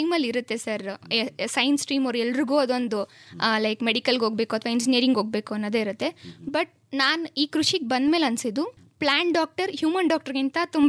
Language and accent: Kannada; Konalli, Karnataka, India; Sir, ನಾನು ಮೂಲತಃ ಮಂಡ್ಯದವಳೆ.